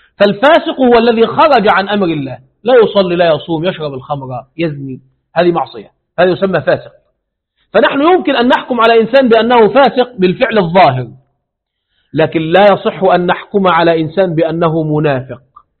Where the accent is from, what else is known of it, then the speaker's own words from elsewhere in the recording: Egypt; now in Kazakhstan; عندنا في مصر يفعلون هذا